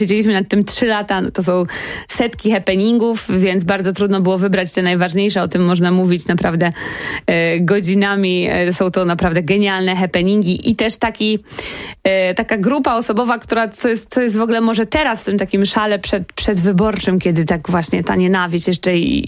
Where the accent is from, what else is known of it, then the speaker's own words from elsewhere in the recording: Wrocław, Lower Silesian Voivodeship, Poland; Ja pochodzę z Wrocławia